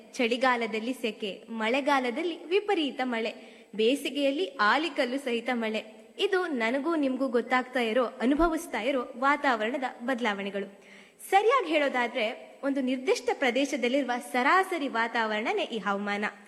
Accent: Karnataka, India; ನಾನು ಮೂಲತಃ ಮಲೆನಾಡಿನವಳು. ಅಲ್ಲೇನ್ ಕೇಳ್ತೀರಾ, ದೊಡ್ಡ ದೊಡ್ಡ ಮರಗಳು, ಆ ಮರಗಳ ತಲೆನೇ ಕಾಣೋದಿಲ್ಲ.

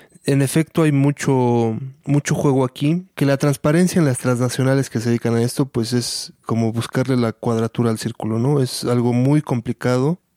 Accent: Mexico; se está transgrediendo todo esto de nuestro devenir como sociedad mexicana, como hijos del maíz

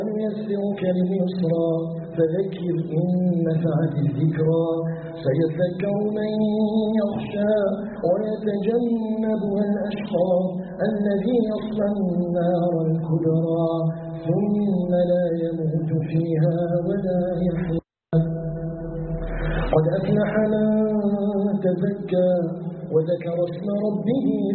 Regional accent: Algeria; أن يجعل بلدنا الجزائر بلدا آمنا مطمئنا

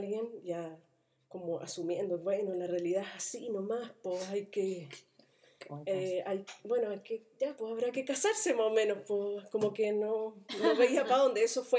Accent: Independencia, Santiago Metropolitan Region, Chile; yo me crié en la Juan Antonio Ríos, número 2, Independencia, antes eso era Renca.

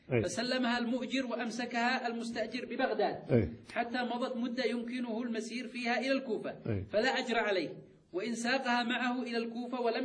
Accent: Sanaa, Yemen; إلى بلدي صنعاء.

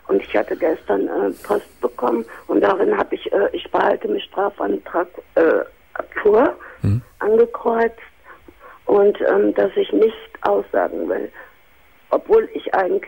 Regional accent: Cologne, North Rhine-Westphalia, Germany; moved away as an adult; now in Hamburg, Germany

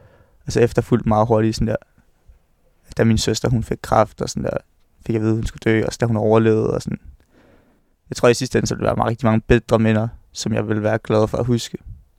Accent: Hørsholm, Capital Region of Denmark, Denmark; Jeg tror, jeg husker meget tydeligt, hvad det den dag, at jeg flyttede fra mit barndomshjem i Hørsholm.

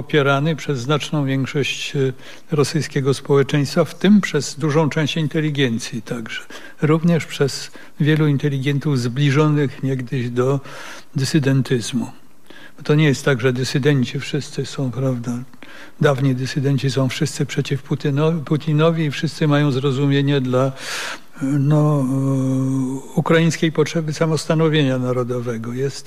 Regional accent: Russia; now in Warsaw, Poland; że dowiedziałem się, że jestem Rosjaninem

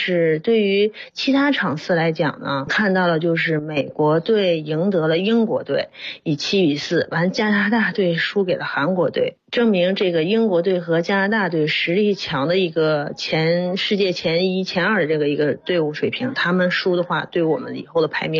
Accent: Northeast China, China; 作为东北人来讲，只能是用来买回家腌酸菜用的这么一块石头。

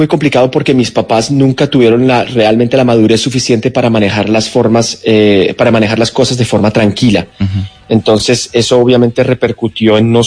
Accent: Argentina; Exactamente, yo como pues como buen argentino, medio argentino, sabes que además la cultura argentina es muy rockera.

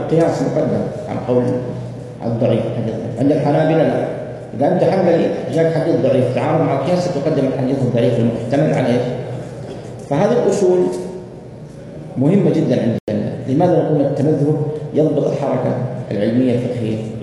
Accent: Hijaz, Saudi Arabia; عندنا في السعودية

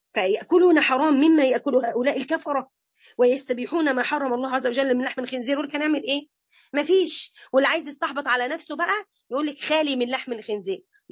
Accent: Egypt; ده احنا عندنا في مصر مزارع خنازير

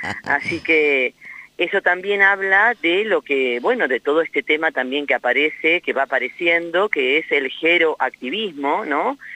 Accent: Pehuenco, Buenos Aires, Argentina; Somos tres mujeres de Pehuenco, una de Dorrego y otra de Río Negro, de Choile.

